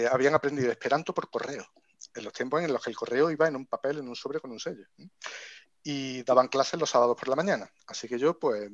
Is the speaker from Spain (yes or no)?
yes; Córdoba, Andalusia, Spain; yo no solo nací en Córdoba, sino que hice allí el bachillerato